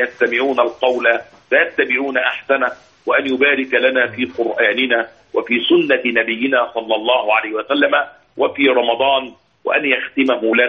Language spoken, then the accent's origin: Arabic; Egypt; يحدث هذا كثيرا عندنا في مصر